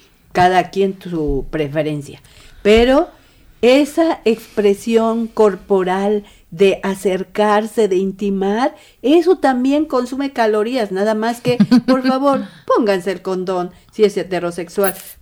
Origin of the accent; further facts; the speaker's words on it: Mexico; que son lo que nos va a matar como mexicanos o mexicanas